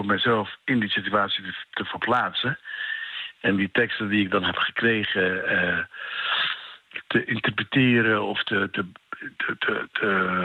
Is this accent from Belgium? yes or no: no; Egypt; Want ik ben opgevoed als Egyptenaar die altijd iets tegen de policy van Israël heeft.